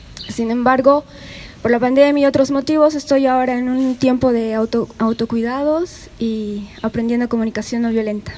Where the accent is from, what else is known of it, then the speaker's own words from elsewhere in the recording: Bolivia; now in Spain; yo soy boliviana, vivo aquí hace más de 6 años. Una de las principales razones por las que dejé Bolivia es por la desilusión que sentía frente a todas las contradicciones que veía en el proceso político boliviano